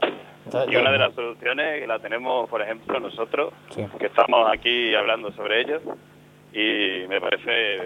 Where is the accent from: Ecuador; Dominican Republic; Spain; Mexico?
Spain; Calamonte, Extremadura; Estoy trabajando en el ayuntamiento de Calamonte, de mi pueblo